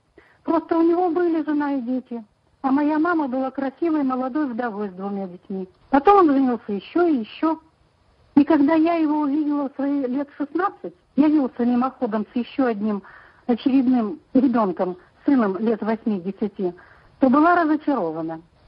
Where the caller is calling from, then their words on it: Omsk, Omsk Oblast, Russia; я звоню из Омска.